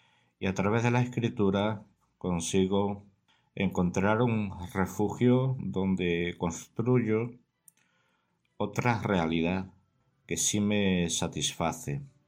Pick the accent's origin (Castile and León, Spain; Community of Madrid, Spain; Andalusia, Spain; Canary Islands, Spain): Andalusia, Spain; Carmona; de Carmona, una ciudad que se encuentra al sur de España.